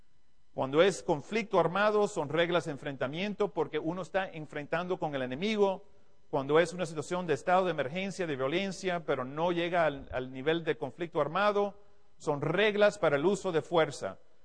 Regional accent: Cuba; now in United States; aunque soy de Estados Unidos, como ya muchos de ustedes saben, soy originalmente de Cuba, me siento como latino, he estado aquí con ustedes muchos años, he estado en toda Latinoamérica por toda mi carrera militar.

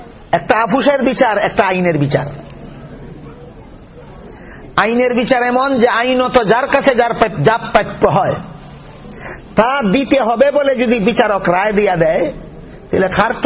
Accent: Sylhet Division, Bangladesh; আমরা সিলেটি বাসা খুব তুকাইয়া খাইলাই তো

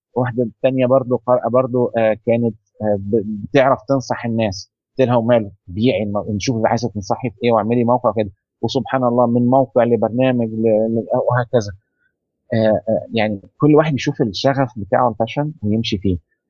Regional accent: Egypt; أو العجل العربية زي ما بنقول عندنا في مصر

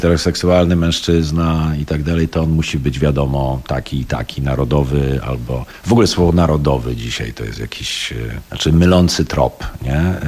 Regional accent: Poznań, Greater Poland Voivodeship, Poland; born there; now in Kraków, Poland; Ja jestem poznaniakiem z urodzenia właśnie, już nomen omen.

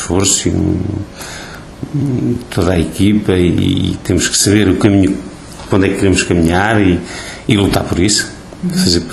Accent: Oliveira do Hospital, Coimbra, Portugal; estando em Oliveira do Hospital, é o nosso concelho, foi onde eu fui criado

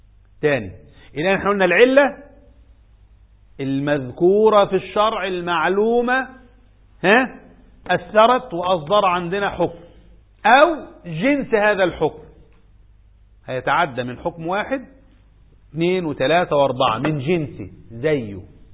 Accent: Egypt; بقينا في 2-3 مليون زيادة عندنا في مصر

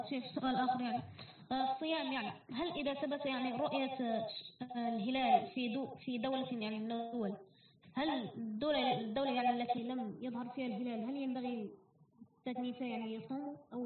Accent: Morocco

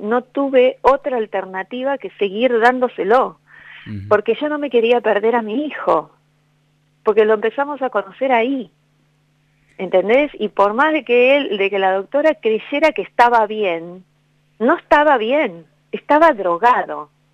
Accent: Buenos Aires, Argentina; yo soy de Buenos Aires y soy porteña, pero muy porteña. Soy de Parque Patricio, hincha Huracán, ¿entendés? Tengo el río acá en unas cuadras

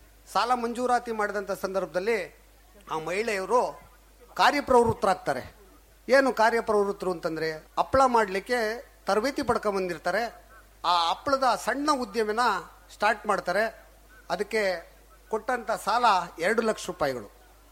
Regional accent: Kadur, Karnataka, India; ನಂದು ಚಿಕ್ಕಮಗಳೂರು ಜಿಲ್ಲೆ ಕಡೂರು ತಾಲೂಕು ಒಂದು ಪುಟ್ಟ ಹಳ್ಳಿ, ಶ್ರೀಕವಿ ಲಕ್ಷ್ಮೀಶ ಕವಿ ಹುಟ್ಟಿದಂಥ ಒಂದು ಹಳ್ಳಿ. ಆ ಹಳ್ಳಿನಲ್ಲಿ ನಾನು ಮೂಲತಃ ಕೃಷಿಕ

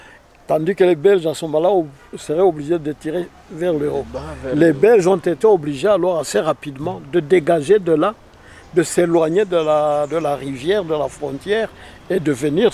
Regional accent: South Kivu, DR Congo; Disons que moi je suis né dans les environs puisque je suis né à Katana, j'ai grandi un peu à Bunyakiri jusqu'à l'âge de 6 ans et puis à Katana de nouveau 3 ans et puis à Mulungu, à l'Ineak Mulungu où mon père travaillait. Donc je suis dans les environs.

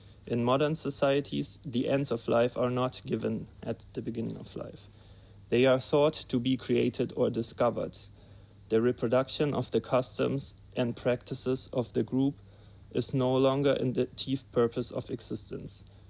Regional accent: Leipzig, Saxony, Germany; ich komme auch aus Leipzig, von dort, bin auch dort bei Platypus organisiert

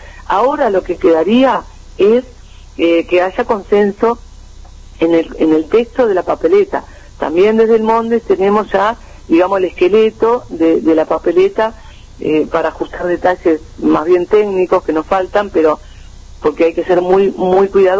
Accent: Uruguay; nosotros como pueblo uruguayo

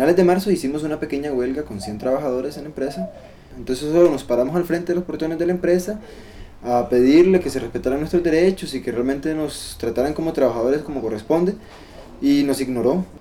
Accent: Los Chiles, Alajuela, Costa Rica; vengo de Santa Fe de los Chiles, frontera norte.

